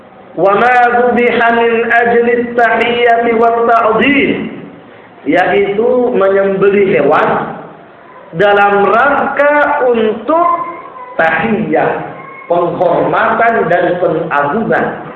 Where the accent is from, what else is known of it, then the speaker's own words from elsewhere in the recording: Pangkep, South Sulawesi, Indonesia; Ya, di kampung saya itu seperti ini. Pernah ada pabrik es. Subhanallah, ternyata sampai juga di pangkep ya.